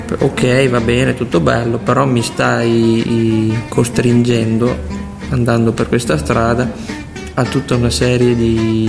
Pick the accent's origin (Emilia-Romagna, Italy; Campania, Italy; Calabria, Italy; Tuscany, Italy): Emilia-Romagna, Italy; Casalecchio di Reno; Noi che siamo di Casalecchio.